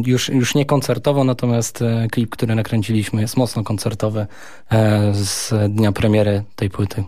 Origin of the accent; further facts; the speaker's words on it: Gdynia, Pomeranian Voivodeship, Poland; Ja akurat jestem z Gdyni, więc nie ma problemu.